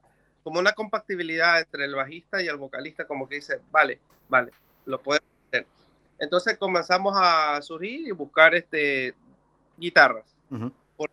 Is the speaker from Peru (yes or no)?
no; Ecuador; now in Barcelona, Spain; Bueno, yo realmente soy de Ecuador y yo vine acá por tener algo mucho mejor, pero sin dejar la música.